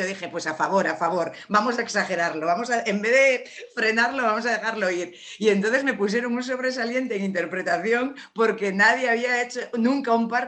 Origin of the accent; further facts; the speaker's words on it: Errenteria, Basque Country, Spain; yo nací y crecí en Rentería, Guipúzcoa, yo soy de Rentería de toda la vida y mi cuadrilla está en Rentería, pero mis padres son de un pueblecito de Sevilla, Herrera.